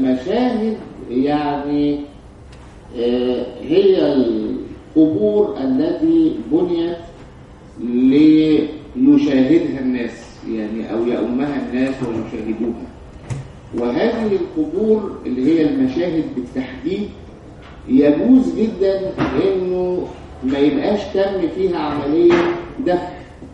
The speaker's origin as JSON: {"language": "Arabic", "country": "Egypt", "said": "لكن بالنسبه لنا كمصريين"}